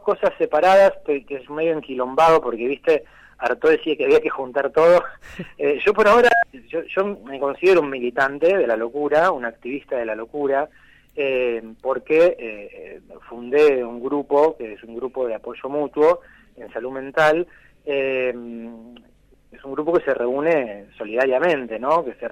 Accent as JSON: {"language": "Spanish", "town": "Bahía Blanca", "region": "Buenos Aires Province", "country": "Argentina", "tie": "born there", "said": "Yo nací en Bahía, sí."}